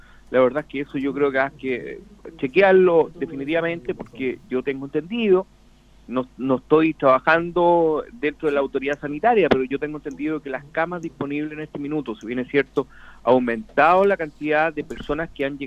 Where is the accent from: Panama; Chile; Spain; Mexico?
Chile; somos todos chilenos, somos todos hermanos